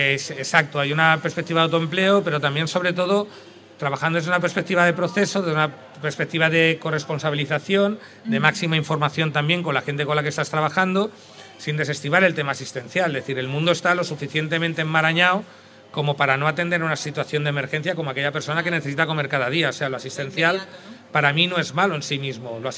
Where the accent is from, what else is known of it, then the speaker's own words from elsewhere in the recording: Catalonia, Spain; Yo soy del barrio al lado de San Cosme, yo soy de San Jordi, un barrio trabajador como el de San Cosme, pero no teníamos tan mala fama